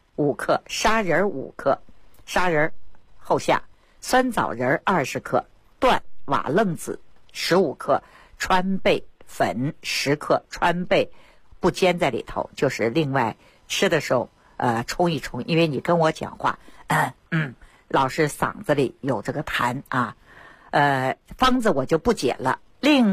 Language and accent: Chinese; Beijing, China; 我老北京了我。